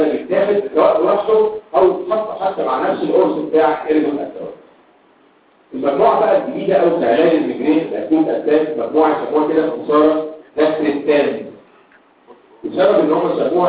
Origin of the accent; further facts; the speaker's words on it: Egypt; اللي هو عندنا في مصر كل حاجه صح